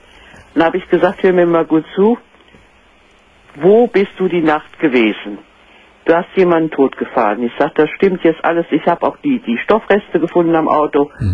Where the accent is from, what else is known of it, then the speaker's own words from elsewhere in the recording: Northern Germany, Germany; Gell, aber ich bin eine Norddeutsche und die Norddeutschen, die sind ja ein bisschen schwer mit dem Du.